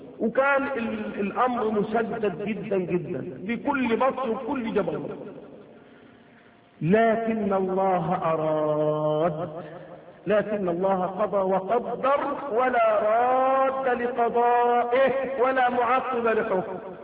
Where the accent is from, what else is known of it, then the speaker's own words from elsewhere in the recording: Egypt; فإذا إحنا مصريين، أنا مصري